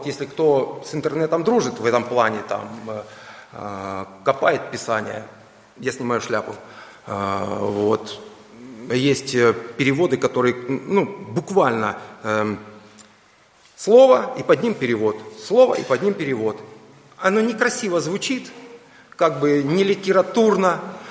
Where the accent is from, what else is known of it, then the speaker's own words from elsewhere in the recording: Ukraine; Я вырос в Советском Союзе, на Украине, я знаю все в этом плане.